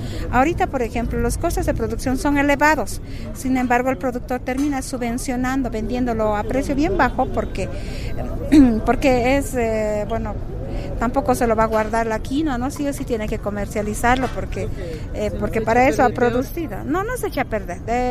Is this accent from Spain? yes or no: no; Bolivia; Sin embargo, somos los bolivianos que producimos